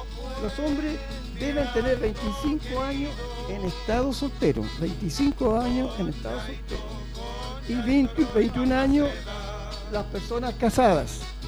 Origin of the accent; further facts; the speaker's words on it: Puente Alto, Santiago Metropolitan Region, Chile; nosotros estamos en Puente Alto, pongamos que me releguen a mí. Yo soy de Puente Alto